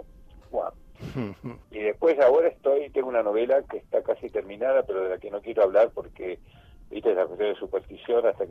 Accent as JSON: {"language": "Spanish", "region": "Buenos Aires", "country": "Argentina", "tie": "born or raised there", "said": "Mirá, yo nací en Buenos Aires."}